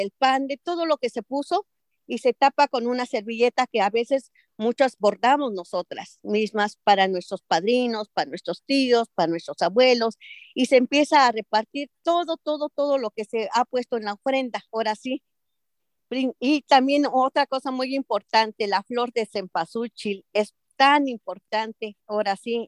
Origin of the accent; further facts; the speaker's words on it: San Mateo Huitzilcingo, State of Mexico, Mexico; Yo soy del Estado de México, de un pueblo que se llama San Mateo Huitzilcingo, que significa nido de colibrís.